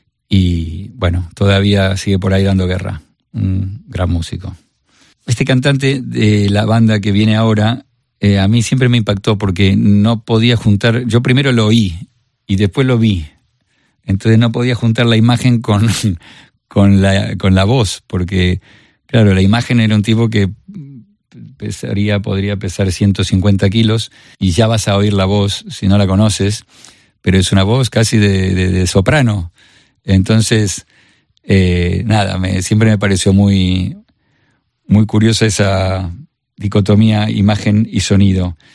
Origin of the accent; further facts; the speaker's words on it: Buenos Aires, Argentina; Esto era en Buenos Aires, Argentina, donde yo nací y me crié.